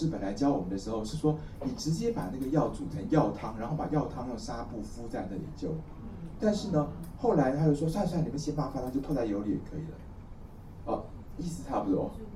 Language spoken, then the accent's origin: Chinese; China; 我们中国人要揪肚脐，就不如揪四花了